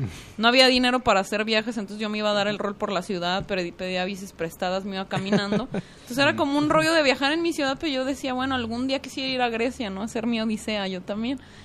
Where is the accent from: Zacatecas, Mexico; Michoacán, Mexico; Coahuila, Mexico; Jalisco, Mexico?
Jalisco, Mexico; Guadalajara; Y le digo, no, pero soy tapatía.